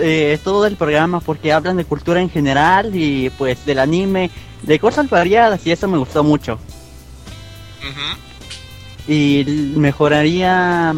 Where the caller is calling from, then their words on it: Monterrey, Nuevo León, Mexico; Desde Monterrey.